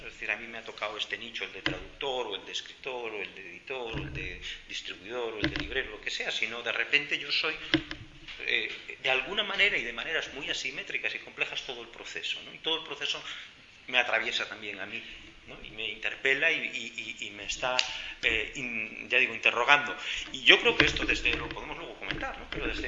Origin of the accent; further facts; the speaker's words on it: Mieres, Asturias, Spain; yo es que vengo de Mieres, mi abuelo estaba en Unosa, viví mi infancia aquí